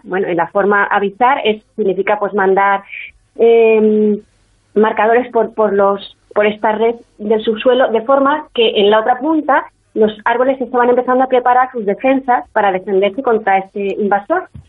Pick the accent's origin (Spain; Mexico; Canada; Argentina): Canada; Quebec; yo nací en Canadá y entonces yo soy hija de padres de padres españoles que estaban en Canadá.